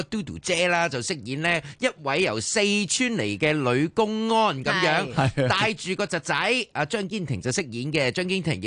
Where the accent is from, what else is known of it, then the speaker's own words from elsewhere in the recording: Sha Tin, Hong Kong; 我老家，我就係住呢條村咯，沙田新翠村咁樣。